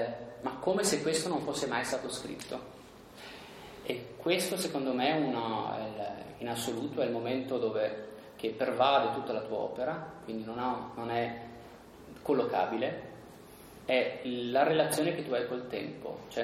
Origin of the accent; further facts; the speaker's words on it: Merano, Trentino-Alto Adige, Italy; Io sono di Merano